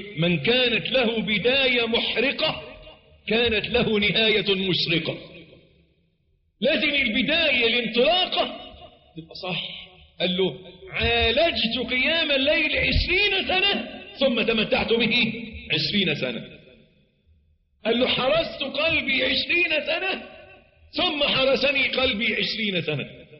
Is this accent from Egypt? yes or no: yes; Egypt; عندنا في مصر معلش تلاقي الواد الميكانيكي طول الأسبوع مزيت